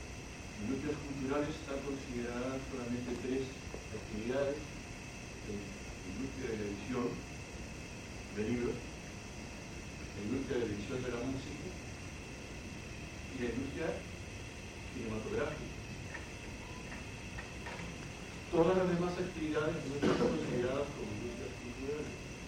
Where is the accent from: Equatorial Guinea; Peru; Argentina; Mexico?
Argentina; En mi país, la Argentina, nos rige una ley del año 1980